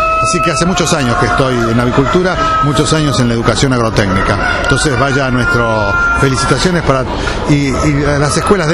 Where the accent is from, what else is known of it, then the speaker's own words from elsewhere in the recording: Saladillo, Buenos Aires Province, Argentina; yo empecé a los 8 años cuando yo soy oriundo de Saladillo